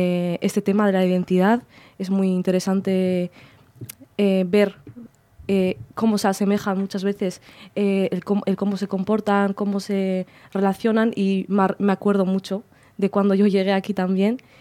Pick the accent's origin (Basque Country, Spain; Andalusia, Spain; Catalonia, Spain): Basque Country, Spain; Bilbao; Me he criado en Bilbao. Soy de origen marroquí y tengo 24 años.